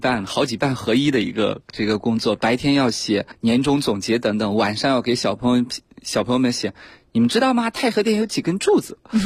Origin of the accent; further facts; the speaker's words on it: Shaanxi, China; 我讲着讲着就会说我的家乡在陕西，这件文物在我们隔壁县